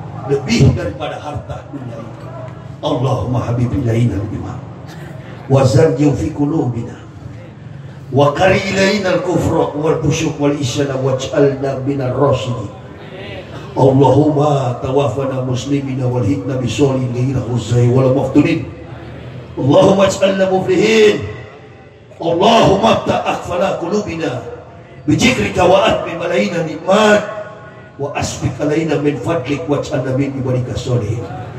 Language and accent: Indonesian; Nias, North Sumatra, Indonesia; Saya dari Nias.